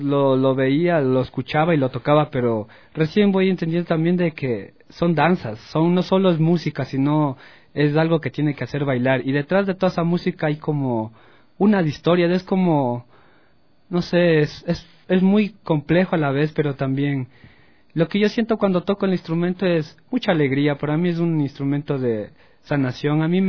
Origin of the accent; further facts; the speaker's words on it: Pichincha, Ecuador; en mi pueblo, en alrededor del Ilaló.